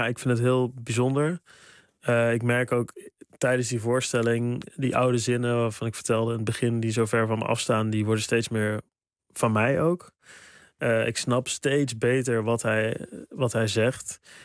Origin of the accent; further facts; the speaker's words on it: Sprang-Capelle, North Brabant, Netherlands; ik kom uit Brabant. Ik kom uit Sprangkapelle, klein dorpje.